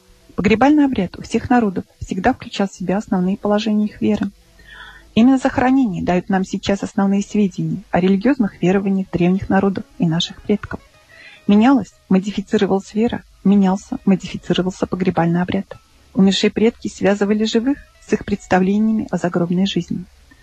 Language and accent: Russian; Ulyanovsk, Ulyanovsk Oblast, Russia; Мой родной город – это еще и родина Ульянова Ленина.